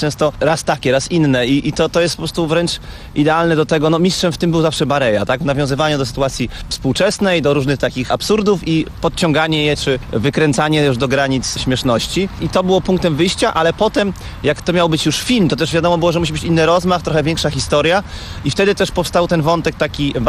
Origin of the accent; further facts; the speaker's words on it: Elbląg, Warmian-Masurian Voivodeship, Poland; Uciekłem na wieś pod Elbląg, bo jestem z Elbląga, a pod Elblągiem moja mama się wybudowała